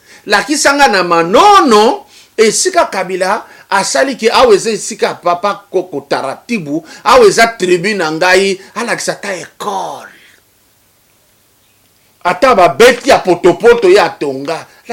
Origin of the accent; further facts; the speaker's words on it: Lomami, DR Congo; Moi, je suis de Olomami. Il y a quoi là-bas?